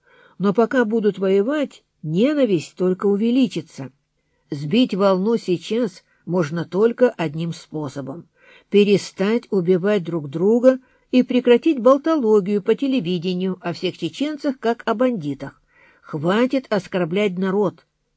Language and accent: Russian; Grozny, Chechnya, Russia; староста группы, сам из Грозного.